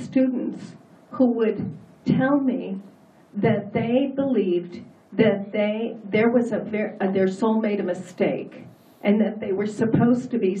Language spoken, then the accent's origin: English; United States; Okay, now authority was very difficult for me because I am an American